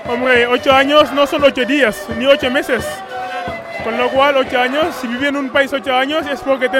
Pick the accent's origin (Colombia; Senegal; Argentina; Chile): Senegal; Spanish is a second language; now in Spain; De Senegal.